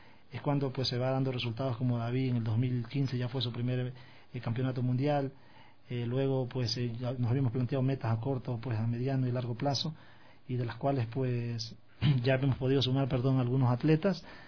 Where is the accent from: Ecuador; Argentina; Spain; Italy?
Ecuador; Babahoyo, Los Ríos; Yo soy de provincia, yo vengo de la provincia de Los Ríos. Yo nací en Babahoyo, y vengo de una provincia donde técnicamente el deporte pues es nulo